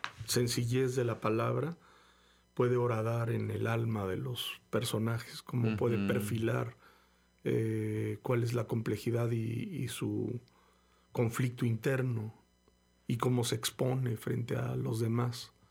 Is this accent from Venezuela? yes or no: no; Mexico; lo que vivimos y somos los mexicanos